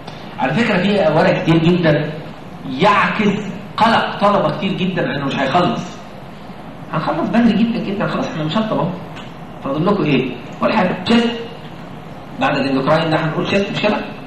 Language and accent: Arabic; Egypt; اهو ده نطع اللي احنا بنترجمها عندنا في مصر انه نطع. هلك المتنطعون. المصريين كلهم كده.